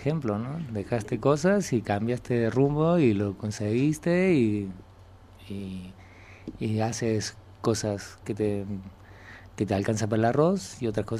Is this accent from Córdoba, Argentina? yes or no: yes; Córdoba, Argentina; also born or lived in Buenos Aires; now in Spain; Yo vine de Córdoba, de Argentina. Antes de Córdoba me fui a Buenos Aires. Era muy joven.